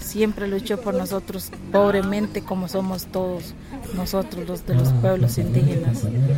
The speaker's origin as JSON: {"language": "Spanish", "town": "Palmira", "region": "Puntarenas", "country": "Costa Rica", "said": "de Clan Tuburgua, soy de Palmira, de Cavagra."}